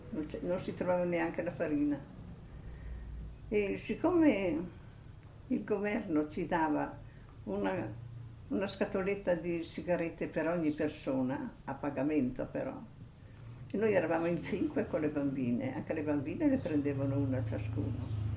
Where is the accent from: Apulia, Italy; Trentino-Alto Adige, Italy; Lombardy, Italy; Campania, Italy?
Trentino-Alto Adige, Italy; Calliano; Io ho dunque 92 anni, compiuti ieri, e sono di Cagliano. Nata e vissuta a Cagliano.